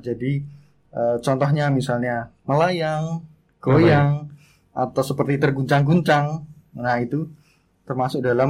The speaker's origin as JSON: {"language": "Indonesian", "town": "Sleman", "region": "Special Region of Yogyakarta", "country": "Indonesia", "tie": "born or raised there", "said": "Saya asli dari Jogja."}